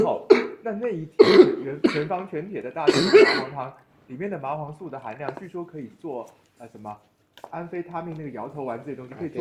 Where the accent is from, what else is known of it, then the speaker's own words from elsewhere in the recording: Taiwan; 我们台湾人会是，就是有一个说是这个人很硬